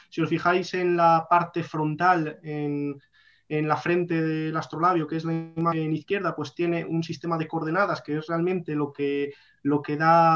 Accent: Castile and León, Spain; yo soy del norte de León, y allí el caldo, igual que aquí con los olivos y el aceite

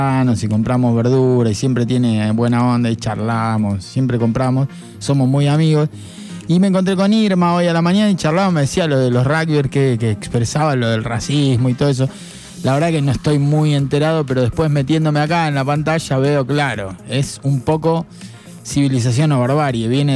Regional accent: Argentina; todo esto expresa un poco lo que somos como argentinos

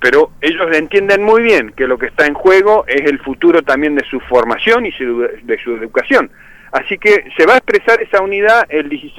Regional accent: Neuquén, Argentina; yo soy de Neuquén, así que imagínense

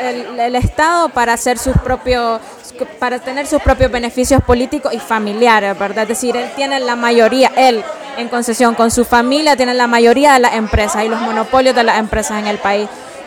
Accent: Nicaragua; vengo de Nicaragua, del colectivo CEAL Nicaragua

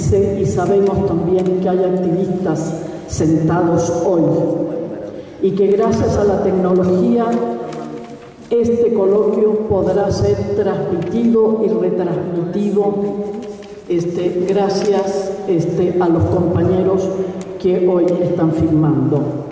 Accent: Chile; yo como chilena

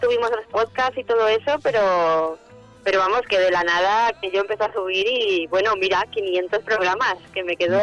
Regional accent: Valencia, Valencian Community, Spain; moved away; yo salí de Valencia y me he ido moviendo por el mundo y ya no he podido volver.

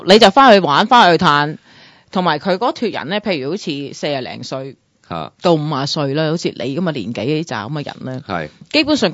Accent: United States; 即系我喺美国长大都咁多年啦，我亦都系由低做起啦。

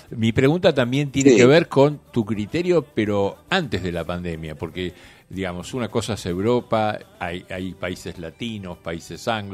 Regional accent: Argentina; nosotros como argentinos somos mucho de justamente de abrazarnos, de tocarnos, de ser efusivos, ¿no? De expresar los sentimientos con el cuerpo, con las manos.

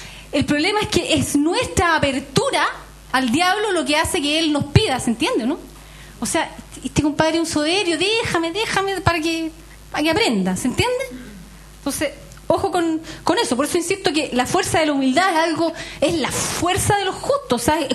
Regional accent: Chile; pensamiento y de conducta que tenemos por ser chilenos

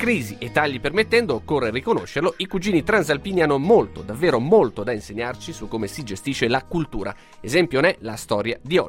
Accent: Naples, Campania, Italy; ho 33 anni e sono napoletano

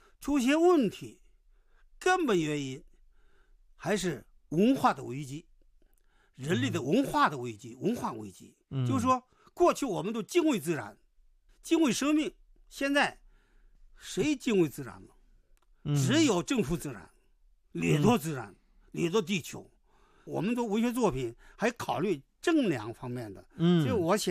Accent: Inner Mongolia, China; 所以我们那个内蒙古，我老家克什草原，这个草原从清代道光时代开始开垦草原以后

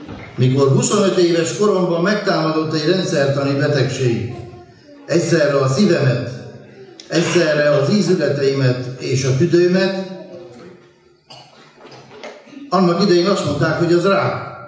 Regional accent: Săcueni, Bihor, Romania; Ahogy felnőttem Székelyhídon, ahonnan származom

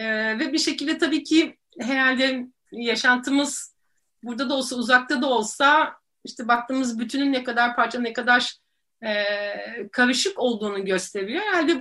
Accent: Istanbul, Turkey; tabii ki İstanbulluyum ve Boğazlıyım demek isterim.

